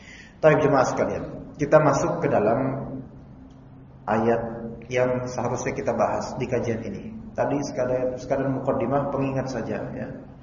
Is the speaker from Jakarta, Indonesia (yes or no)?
yes; Jakarta, Indonesia; ana pun dari kecil di Kalibata.